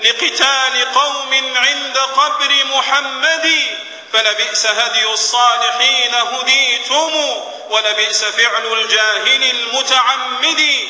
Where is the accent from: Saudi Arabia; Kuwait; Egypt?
Saudi Arabia; إن بلادنا المملكة العربية السعودية وعلماءنا ومناهجنا وشبابنا براء من تلك الجماعات الإرهابية